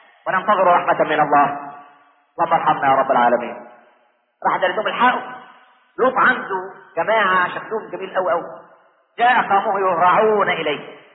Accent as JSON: {"language": "Arabic", "country": "Egypt", "said": "عشان احنا ما كناش كمصريين نتقي الله في دولتنا"}